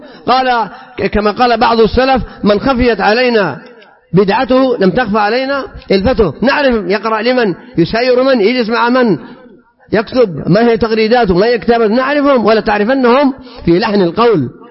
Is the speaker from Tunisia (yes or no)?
no; Saudi Arabia; احنا أمة سعودية مسلمة